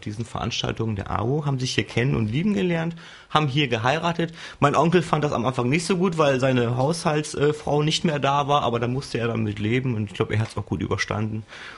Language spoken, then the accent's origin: German; Huchting, Bremen, Germany; Also 72 bin ich geboren, meine Eltern 71 und seitdem bin ich hier in Huchting.